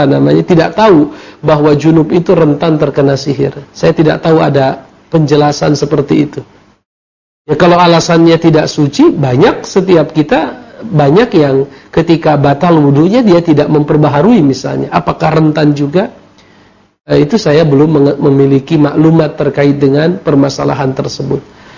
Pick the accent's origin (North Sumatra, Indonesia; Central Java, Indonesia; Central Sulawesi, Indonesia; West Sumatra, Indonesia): North Sumatra, Indonesia; walaupun saya berasal dari sana, dari Mandailing, tetapi kebanyakan aktivitas adalah di Jakarta ya.